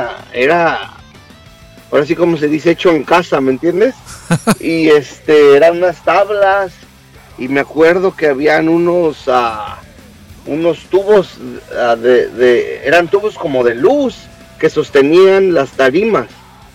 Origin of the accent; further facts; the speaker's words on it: California, United States; de donde nosotros somos, de Orange County, nos queda a 2 horas, así que a 2 horas de México está este lugar